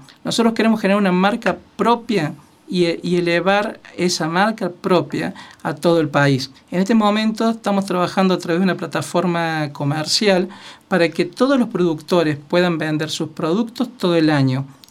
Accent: Villa Dolores, Córdoba, Argentina; born there; Nací el 10 de enero de 1973 en el hospital de Villa Dolores, que es donde todos nacemos

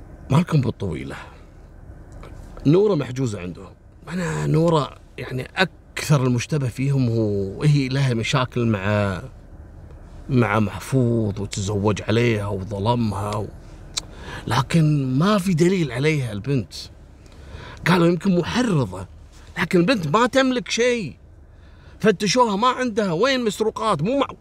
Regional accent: Kuwait; احنا نسميها مصبغة عندنا في الكويت

